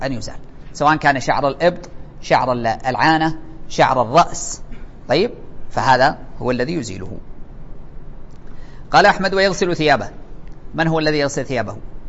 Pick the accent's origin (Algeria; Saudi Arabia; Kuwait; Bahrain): Saudi Arabia; لأنه عندنا في السعودية الواحد إذا مات ما يحيى مرة ثانية